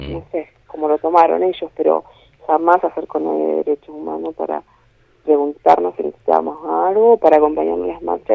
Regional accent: Sierra Colorada, Río Negro, Argentina; No, yo soy de Sierra Colorada.

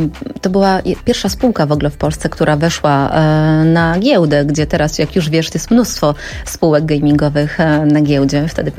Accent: Lębork, Pomeranian Voivodeship, Poland; Ja pochodzę z Pomorza, z Lęborka.

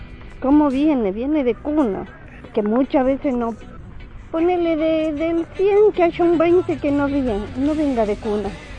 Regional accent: Buenos Aires, Argentina; yo me casé de Viña Moreno, pero yo no era de Moreno, no conocía, vengo de Capital.

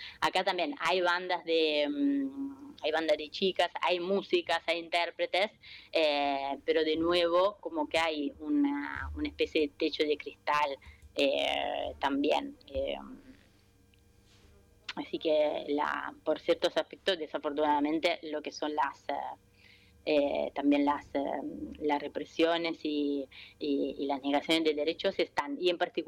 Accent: Italy; Yo soy italiana, pero me siento argentina, estoy ahora acá en Italia, extraño un montón

